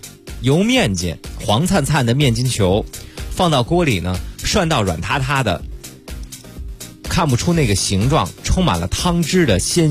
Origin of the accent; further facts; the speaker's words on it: Longkou, Shandong, China; 我们老家就是山东龙口的。